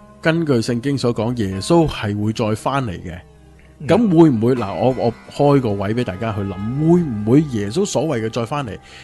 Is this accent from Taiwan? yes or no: no; China; 即系等同外国人睇我哋中国人嘅样，个个都差唔多